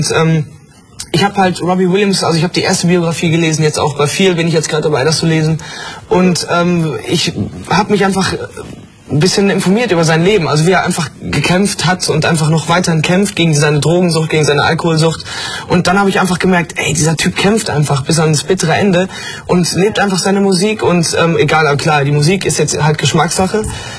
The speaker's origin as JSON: {"language": "German", "town": "Sendenhorst", "region": "North Rhine-Westphalia", "country": "Germany", "tie": "born or raised there", "said": "SG Sendenhorst ist der Fußballverein aus meiner Heimat, Sendenhorst."}